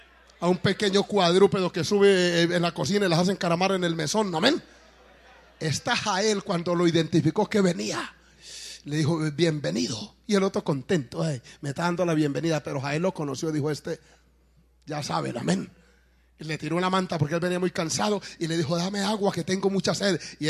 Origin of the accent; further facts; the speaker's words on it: Colombia; pero como yo soy colombiano, eso me electrizó, me gustó.